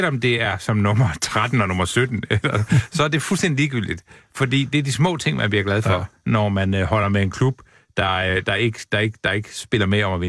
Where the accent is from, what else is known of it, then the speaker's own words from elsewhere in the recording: North Denmark Region, Denmark; jeg føler mig altid mest som nordjyde, fordi det er der, jeg sådan... Jeg kommer i puberteten og vokser til og får min uddannelse